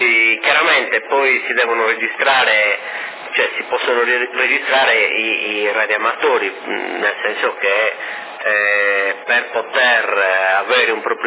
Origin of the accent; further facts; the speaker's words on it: Sardinia, Italy; Assolutamente sono sardo, assolutamente.